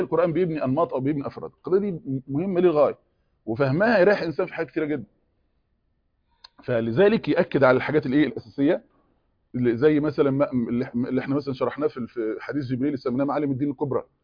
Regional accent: Egypt; احنا زي الفته كده كمصريين دلوقتي

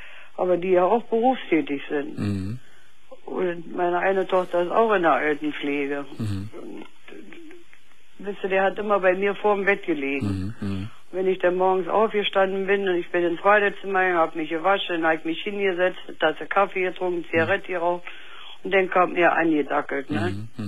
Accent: Berlin, Germany; Ich komme aus Berlin, ich habe einen Russeneinmarsch mitgemacht

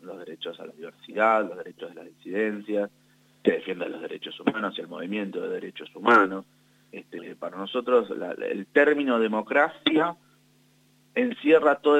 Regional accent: Santa Fe, Argentina; Nosotros somos de Santa Fe, así que cubrimos fundamentalmente todo lo que sucede en la zona, en nuestra ciudad y en la zona del litoral

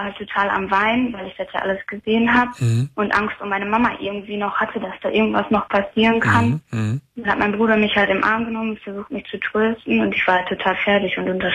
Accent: Bottrop, North Rhine-Westphalia, Germany; Also ich komme aus Bottrop und da war im Jahre 2004, das war der Oktober, also da war ich 8 Jahre alt

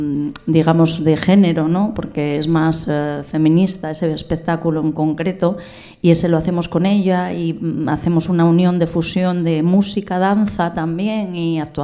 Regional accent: Mieres, Asturias, Spain; born there; also born or lived in Gijón; Nací en Mieres, pero bueno, viví en Gijón.

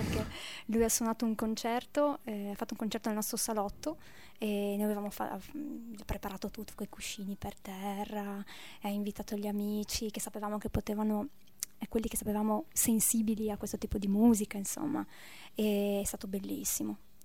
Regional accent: Friuli-Venezia Giulia, Italy; born there; io sono nata in Friuli

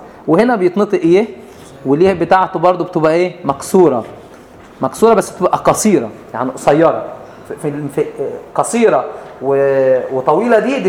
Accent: Upper Egypt, Egypt; احنا عندنا في الصعيد

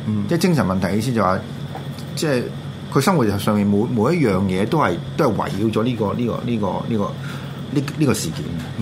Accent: Hong Kong; 咁佢呢個案件本身即係對於我哋香港人嚟講咧，我哋點理解法咧

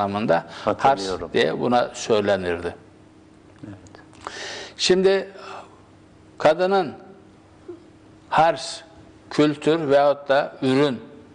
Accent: Isparta, Turkey; born or raised there

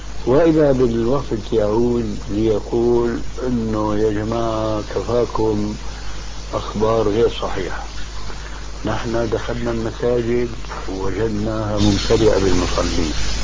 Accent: Damascus, Damascus Governorate, Syria; المهم كان عندنا في دمشق شيخ فاضل

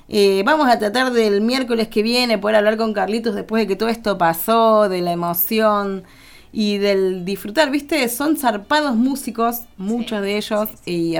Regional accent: Córdoba, Argentina; born there; De pie me pongo, como cuando digo que nací en Córdoba.

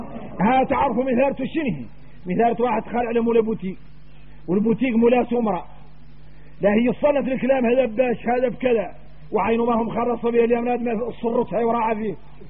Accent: Mauritania; لو عاد واحد منا احنا موريتاني

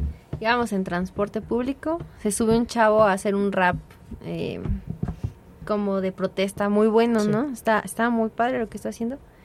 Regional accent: Mexico City, Mexico; De que somos del norte de la Ciudad de México

